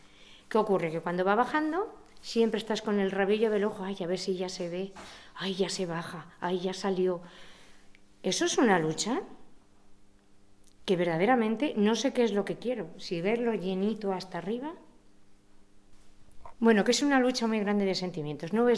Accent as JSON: {"language": "Spanish", "town": "Riaño", "region": "Castile and León", "country": "Spain", "tie": "born or raised there", "moved": "as an adult", "said": "que ya tenía 6 meses cuando salí de Riaño, y mis raíces ahí quedaban, todo."}